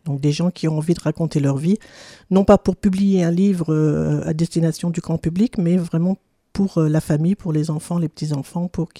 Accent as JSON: {"language": "French", "town": "Strasbourg", "region": "Grand Est", "country": "France", "tie": "born there", "said": "Oui, alors je suis née en 1957 à Strasbourg, mais je n'ai vraiment fait qu'y naître. J'ai ensuite vécu pendant 4 ans chez différentes nourrices, souvent étrangères, ce qui a favorisé, je pense en tout cas, mon aptitude aux langues étrangères."}